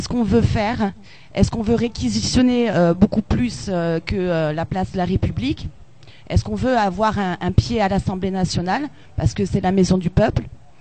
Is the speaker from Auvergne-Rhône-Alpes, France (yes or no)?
no; Bordeaux, Nouvelle-Aquitaine, France; moi, je viens de la province, je viens de Bordeaux.